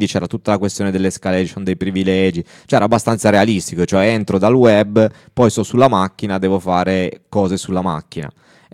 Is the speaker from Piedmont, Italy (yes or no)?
yes; Turin, Piedmont, Italy; Cioè io ad esempio sono torinese